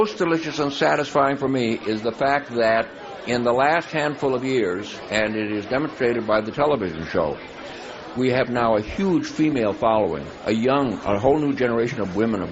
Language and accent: English; Chicago, Illinois, United States; we had a wonderful couple of days in Chicago, my hometown where I grew up, and went back and visited my old neighborhood, my old schools